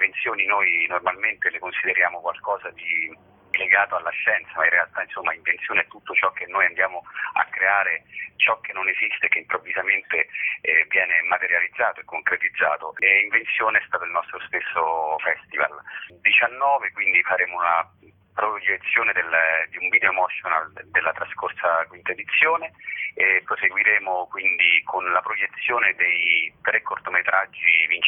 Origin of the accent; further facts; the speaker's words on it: Rome, Lazio, Italy; io sono romano